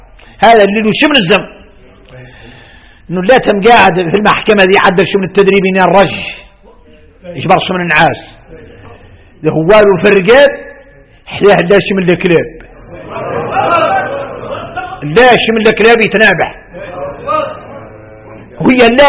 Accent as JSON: {"language": "Arabic", "country": "Mauritania", "said": "احنا وارث موريتاني احنا موريتاني"}